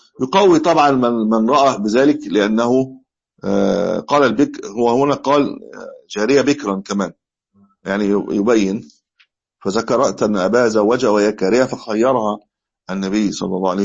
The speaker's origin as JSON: {"language": "Arabic", "country": "Egypt", "said": "يعني مش ولو رجعوا حاليا في عندنا في مصر مش هيبطل"}